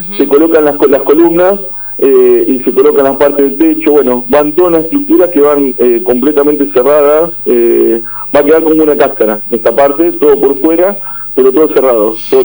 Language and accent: Spanish; Azul, Buenos Aires Province, Argentina; Justamente los otros días yo me estuve acercando a otros pueblos, yo soy de Azul